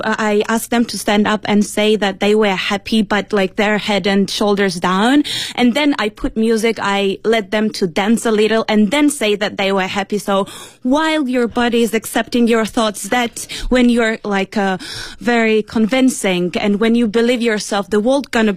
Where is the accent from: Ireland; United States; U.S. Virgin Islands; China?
China; Beijing; I'm from Beijing.